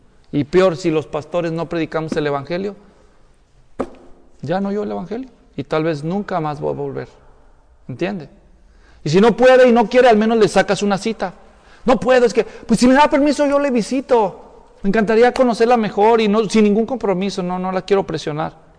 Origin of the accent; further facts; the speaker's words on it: Ocotlán, Jalisco, Mexico; Si es de Ocotlán, de donde yo soy.